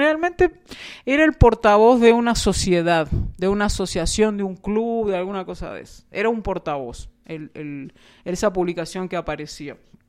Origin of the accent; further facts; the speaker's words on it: Uruguay; no, nosotros somos uruguayos